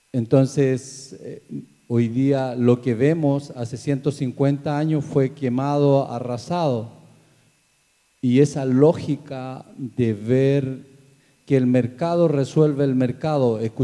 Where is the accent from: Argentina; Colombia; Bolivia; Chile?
Chile; Carahue, Araucanía; Soy de Carahue, del territorio de San Colico, que también nosotros tenemos un basural allí. Son comunidades mapuches que estamos alrededor de Carahue.